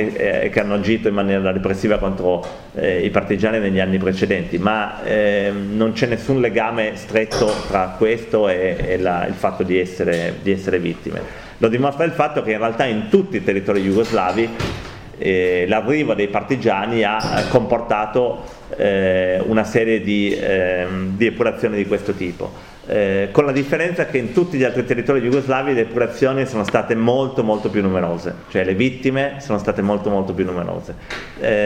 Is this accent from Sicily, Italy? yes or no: no; Piedmont, Italy; io vengo dal Piemonte